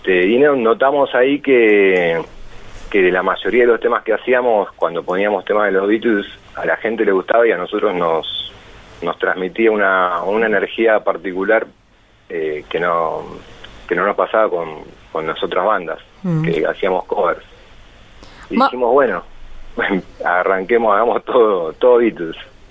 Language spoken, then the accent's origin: Spanish; Buenos Aires, Argentina; somos de Capital y acá, obviamente, en provincia de Buenos Aires